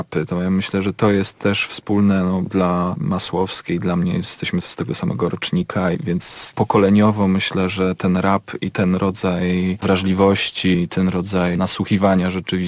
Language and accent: Polish; Kielce, Świętokrzyskie Voivodeship, Poland; Ja się wychowywałem w Kielcach, w mieście raperów.